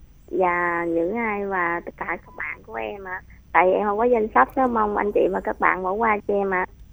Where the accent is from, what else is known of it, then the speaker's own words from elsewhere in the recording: Long An, Vietnam; đến từ Long An ạ.